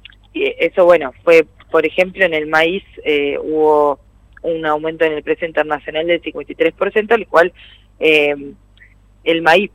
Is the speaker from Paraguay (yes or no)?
no; Argentina; Entonces siempre como argentinos demandamos dólares